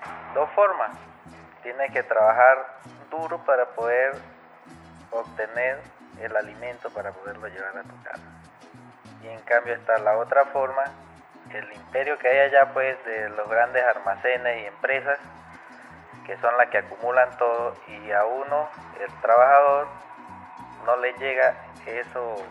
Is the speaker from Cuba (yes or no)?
no; Venezuela; la situación que estamos viviendo allá en mi país, Venezuela.